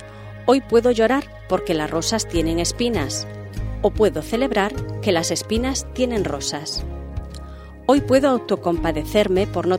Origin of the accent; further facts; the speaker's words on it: Ferrol, Galicia, Spain; Yo me acuerdo cuando era niña y en Ferrol